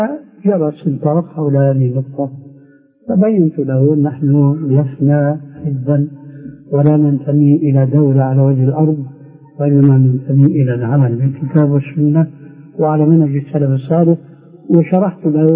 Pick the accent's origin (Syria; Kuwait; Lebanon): Syria; إما كما يقولون عندنا في سوريا